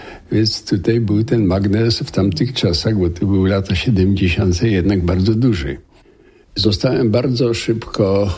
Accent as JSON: {"language": "Polish", "town": "Racibórz", "region": "Silesian Voivodeship", "country": "Poland", "tie": "born there", "said": "Ja się urodziłem w Raciborzu. Racibórz jest bardzo ładnie zurbanizowanym i wyremontowanym po wojnie miastem."}